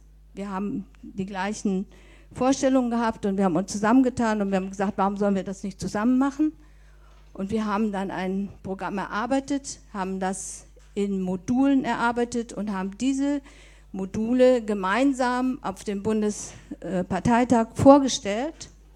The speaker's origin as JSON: {"language": "German", "town": "Soest", "region": "North Rhine-Westphalia", "country": "Germany", "said": "Ich komme aus Soest."}